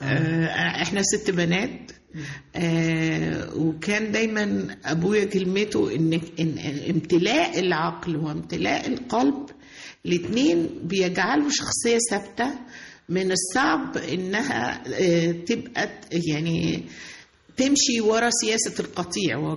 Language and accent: Arabic; Monufia Governorate, Egypt; أنا من المنوفية